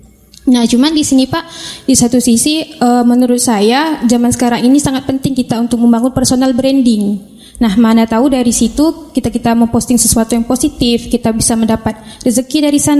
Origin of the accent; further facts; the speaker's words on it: West Kalimantan, Indonesia; saya asalnya dari Kalimantan Barat. Sekarang saya mahasiswi magister di UIN.